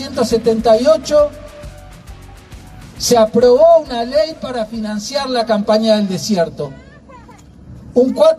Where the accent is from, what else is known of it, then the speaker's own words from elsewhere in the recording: Valcheta, Río Negro, Argentina; born there; nací allá en Balcheta, el primer campo de concentración de la Argentina.